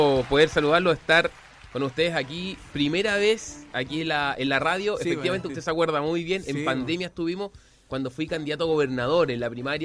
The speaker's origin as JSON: {"language": "Spanish", "town": "Viña del Mar", "region": "Valparaíso", "country": "Chile", "tie": "born there", "said": "Yo nací en Viña del Mar."}